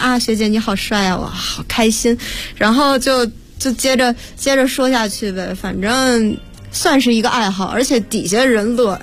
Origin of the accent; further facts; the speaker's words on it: Beijing, China; 其实因为我就是北京人